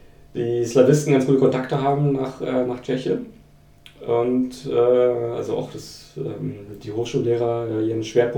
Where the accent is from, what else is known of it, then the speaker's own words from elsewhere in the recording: Berlin, Germany; Ich komme aus Berlin, wohne jetzt wieder in Berlin